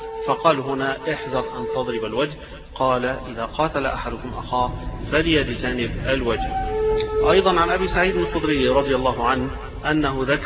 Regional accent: Alexandria, Alexandria Governorate, Egypt; إحنا اسكندرانية نضربوا الصعيدة، نضربوا البحرية

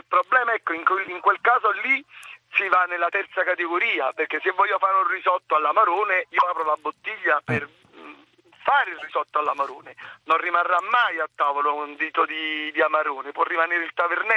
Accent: Naples, Campania, Italy; io lo dico da napoletano

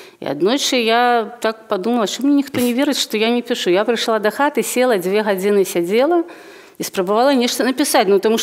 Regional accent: Luninets, Brest Region, Belarus; born there; Ну, і плюс я ж ужо нарадзілася ў Лунінцы, і тут я не магла, відаць, не прыйсці да беларускай мовы.

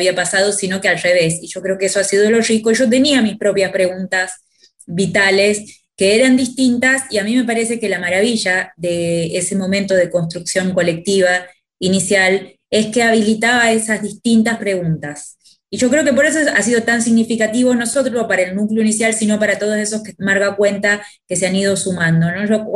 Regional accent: Tucumán, Argentina; moved away as an adult; now in Buenos Aires, Argentina; yo soy tucumana, había venido a estudiar sociología a Buenos Aires y estaba en los primeros años de la carrera, tenía 23, 24 años.

